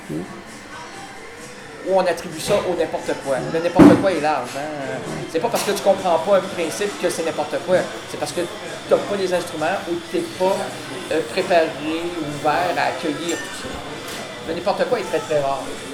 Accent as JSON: {"language": "French", "town": "Quebec City", "region": "Quebec", "country": "Canada", "said": "Ah ok. Je suis de Québec."}